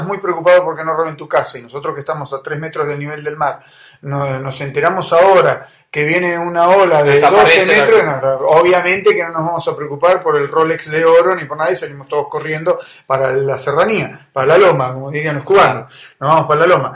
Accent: Necochea, Buenos Aires Province, Argentina; Cuando yo me crié en Necochea, en la ciudad donde vivo

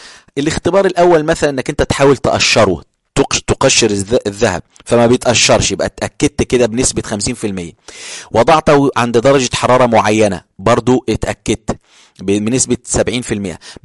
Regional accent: Upper Egypt, Egypt; كنت بروح عندنا في الصعيد أو في القاهرة

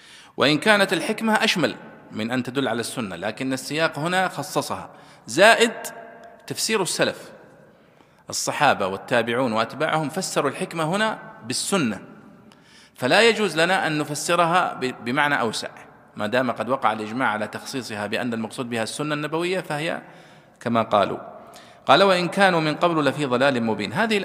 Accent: Saudi Arabia; ثم حولوها عندنا في السعودية وزارة التربية والتعليم وفرحنا بذلك

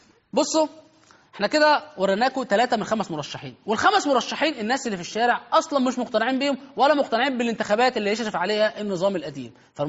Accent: Egypt; او زي ما عندنا في مصر موسى

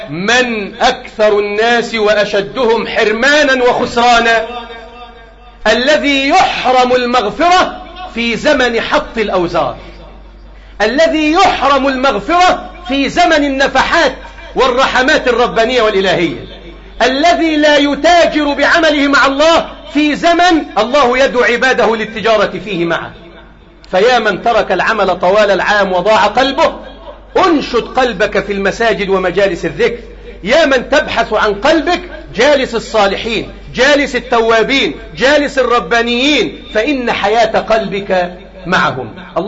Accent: Egypt; اللهم احفظ بلدنا مصر

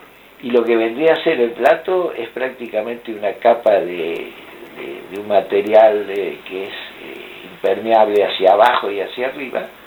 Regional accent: Verónica, Buenos Aires Province, Argentina; Cuando pasaba de Verónica, yo soy de Verónica.

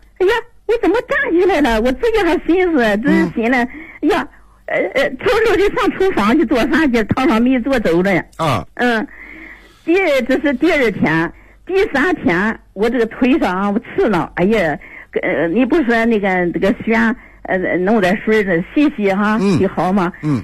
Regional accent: Shandong, China; 我这人不会，我山东人倔，不会撒谎，不会骗人。

